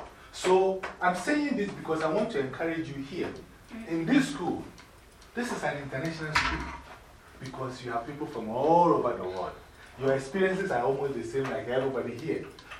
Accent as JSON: {"language": "English", "country": "Ghana", "moved": "as an adult", "lives_now": "United States", "said": "I went to college here when I came from Ghana, half state. It's called State University of Bradford. State University of New York, Bradford, Rochester. Okay, now, there were three Ghanaians at the college."}